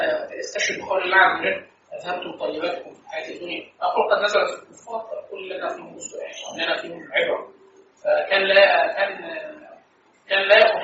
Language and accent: Arabic; Egypt; لا احنا عندنا في مصر